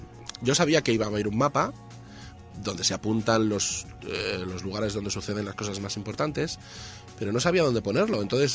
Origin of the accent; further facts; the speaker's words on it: Bilbao, Basque Country, Spain; now in Madrid, Spain; Soy de Bilbao.